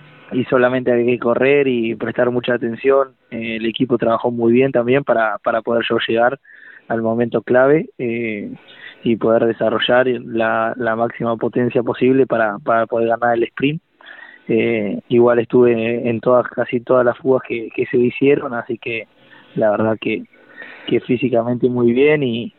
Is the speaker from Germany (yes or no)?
no; Necochea, Buenos Aires Province, Argentina; born there; now in Santa Rosa, Argentina; yo soy nacido en Necochea y ahora vivo en Santa Rosa ya hace 5 años